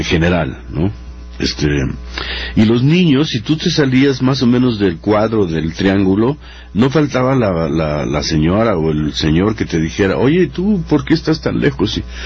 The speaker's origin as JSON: {"language": "Spanish", "region": "Mexico City", "country": "Mexico", "tie": "born or raised there", "said": "Pero yo soy de la Guerrero."}